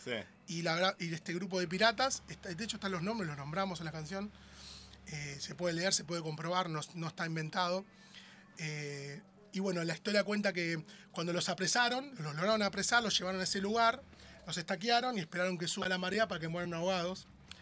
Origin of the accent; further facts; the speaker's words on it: José León Suárez, Buenos Aires Province, Argentina; Yo soy de José Lón Suárez.